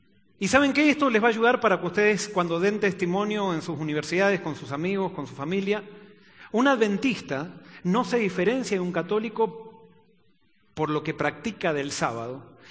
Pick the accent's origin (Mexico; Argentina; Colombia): Argentina; born there; yo nací por accidente en Argentina, pero nací por decisión en el reino de los cielos y ya no soy más argentino.